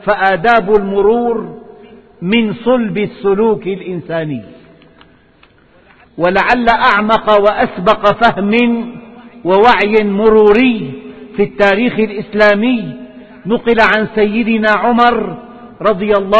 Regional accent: Syria; أما في بلدنا سوريا فتشير التقارير

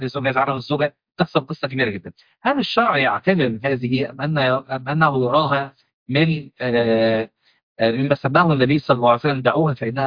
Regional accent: Upper Egypt, Egypt; عندنا في الصعيد

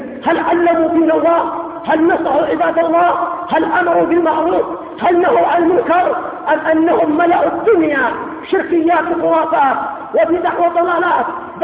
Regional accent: Yemen; وعندنا في اليمن لما قامت الدولة الاشتراكية الشيوعية في المحافظات الجنوبية

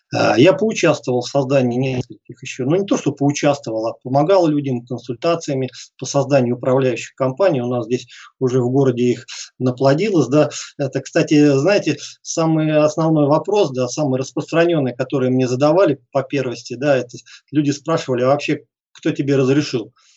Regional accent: Oryol, Oryol Oblast, Russia; я был единственным уроженцем города Орла.

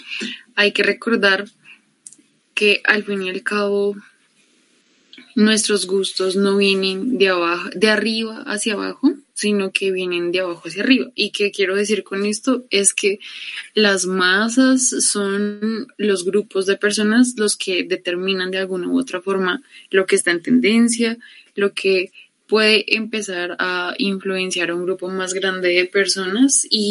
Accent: Bogotá, Colombia; born there; a pesar de que yo nací en Bogotá, mi familia no lo es. Realmente la mayoría de mi familia proviene de Arauca, y mis abuelos, mis nonos son de Santander

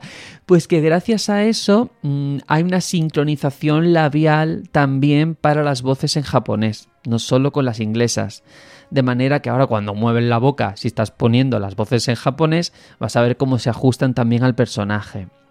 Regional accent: Andalusia, Spain; cada vez que digo el nombre temo equivocarme porque como andaluz me resulta un poco complicado

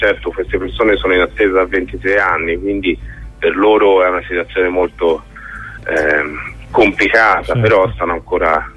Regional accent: Florence, Tuscany, Italy; io sono dell'84, quindi ero proprio un bambino. Sì. Quando è successo, avevo 7 anni e sono fiorentino

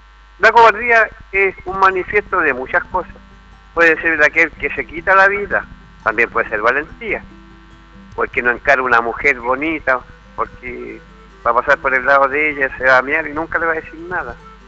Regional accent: Chile; Si es la única vez que somos chilenos

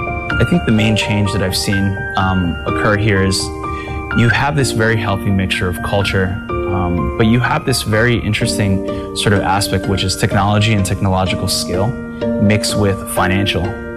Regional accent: New York, United States; moved away as an adult; now in Beijing, China; I'm the CEO of the 3D Food Company. I'm American-born from New York, and I've been in Beijing for about 7 years.

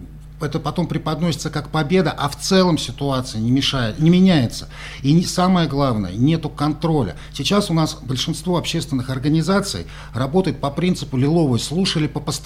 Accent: Moscow, Russia; Я этого как москвич

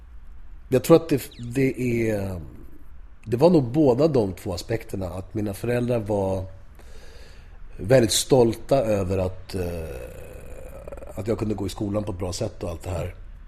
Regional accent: Spain; Jag är spanjor från Spanien.

